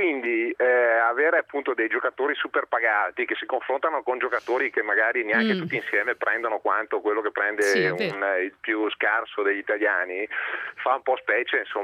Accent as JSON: {"language": "Italian", "region": "Veneto", "country": "Italy", "said": "io sono del Veneto"}